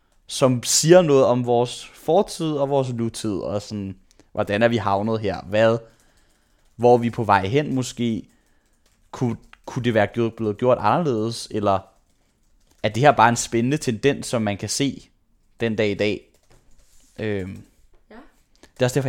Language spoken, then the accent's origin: Danish; Frederiksberg, Capital Region of Denmark, Denmark; also born or lived in Aarhus; Jeg er født i Aarhus, men det flyttede jeg hurtigt væk fra. Det kan jeg ikke huske. Så flyttede jeg til Frederiksberg, og så boede jeg der indtil jeg var 20. Og der gik jeg i børnehave, der gik jeg i folkeskole, der gik jeg i gymnasiet.